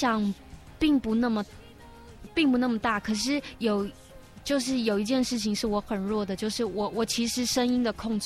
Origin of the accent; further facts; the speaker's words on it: Taipei, Taiwan; first language Taiwanese Hokkien; Chinese is a second language; 在3岁之前，我不太会说国语，我都是就是在外婆家，就是给外婆就是带到3岁之后，然后来台北。